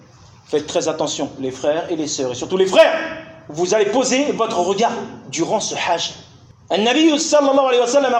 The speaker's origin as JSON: {"language": "French", "country": "Algeria", "said": "Certes, je suis algérien, certes, c'est un libyen ou un sénégalais, c'est pas un problème."}